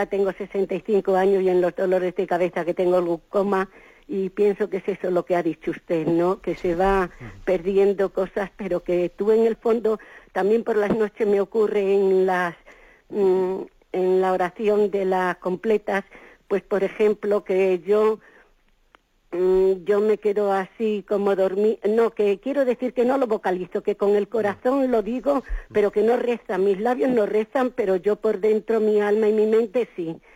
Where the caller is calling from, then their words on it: Madrid, Community of Madrid, Spain; Buenos días … de Madrid.